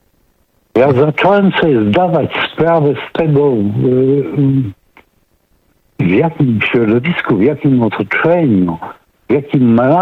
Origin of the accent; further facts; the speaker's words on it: Giżycko, Warmian-Masurian Voivodeship, Poland; Ponieważ ja pochodzę z Giżycka.